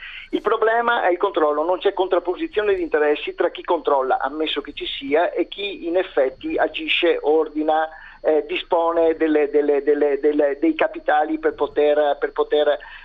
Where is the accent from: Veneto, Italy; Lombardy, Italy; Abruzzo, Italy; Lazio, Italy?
Veneto, Italy; Venice; da buon veneziano